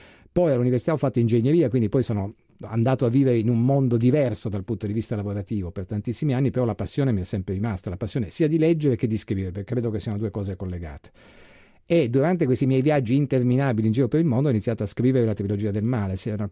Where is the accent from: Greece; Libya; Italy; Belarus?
Libya; Tripoli, Tripoli District; io sono nato e cresciuto in Libia. La Libia, Tripoli, era un posto molto tranquillo